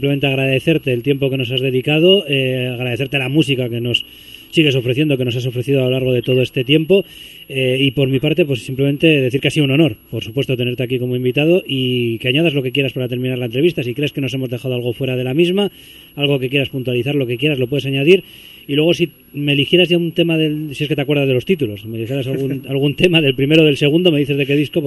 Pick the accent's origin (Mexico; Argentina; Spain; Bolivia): Spain; Basque Country; Nosotros somos de Vizcaya